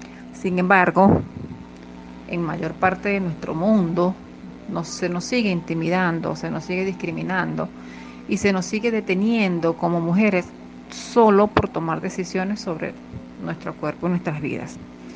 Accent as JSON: {"language": "Spanish", "country": "Venezuela", "said": "Sin embargo, como venezolana, continúo apostando a la inclusión de la juventud a nivel latinoamericano y, por qué no, mundial."}